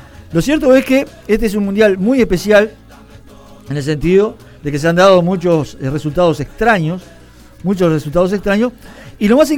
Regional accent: Uruguay; Yo soy uruguayo, pero los demás no me importan.

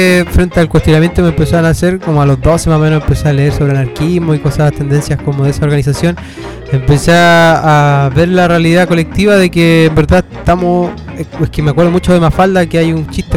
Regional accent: Santiago, Santiago Metropolitan Region, Chile; Bueno, nací en Santiago también, entonces creo que esta cuenca es la que me mantiene y me ha mantenido todo el rato acá.

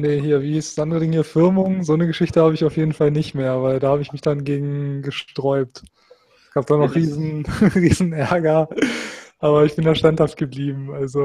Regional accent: Hannover, Lower Saxony, Germany; ich bin auch in Hannover aufgewachsen, war nur also ich war selber zwar nicht evangelisch, aber ich war halt nur umgeben von solchen Leuten.

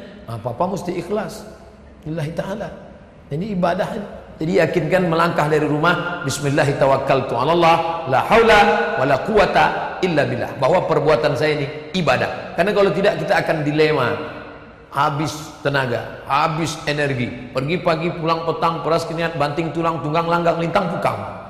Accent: Riau, Indonesia; "Dari Riau, Bang."

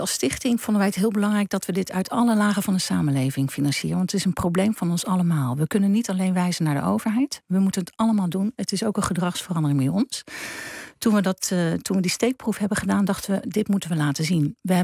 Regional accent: Leiden, South Holland, Netherlands; ik kom uit Leiden en daar hadden we 3 oktober.

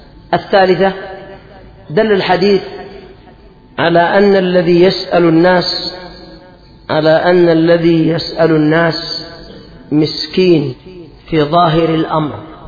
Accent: Yemen; هذا الحاصل عندنا في اليمن

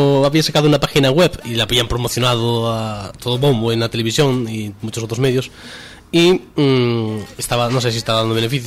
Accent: Viveiro, Galicia, Spain; Y tocan en Viveiro, mi pueblo, este fin de semana.

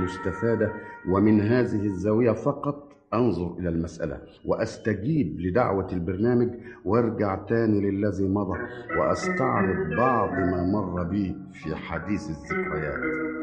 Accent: Damietta, Damietta Governorate, Egypt; born there; انا ولدت في دمياط في 22/12 سنه 1908.

